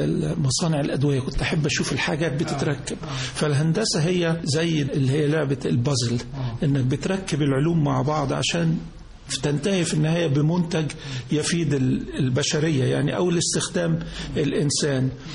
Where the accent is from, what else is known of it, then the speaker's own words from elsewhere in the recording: Giza, Giza Governorate, Egypt; born there; انا اتولدت في الجيزه، والدي ووالدتي من المنصوره، ميلادي كان في شارع الجيزه اللي هو في شارع اللي في الجامعه، حيث ان والدي كان استاذ في الجامعه، وانا تقريبا عندي 4-5 سنين انتقلنا لمساكن هيئه التدريس